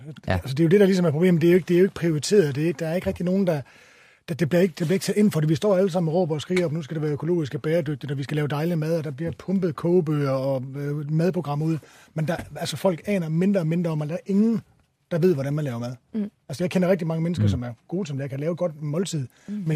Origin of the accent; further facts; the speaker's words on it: Jutland, Denmark; fordi jeg kommer fra Jylland, jeg kan ikke lide at smide noget ud